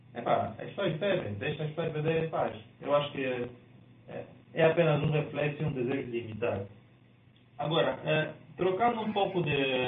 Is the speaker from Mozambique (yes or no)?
no; Angola; eu sou angolano